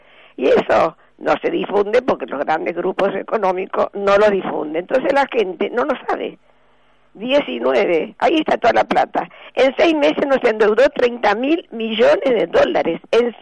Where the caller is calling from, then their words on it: Buenos Aires, Argentina; de Recoleta.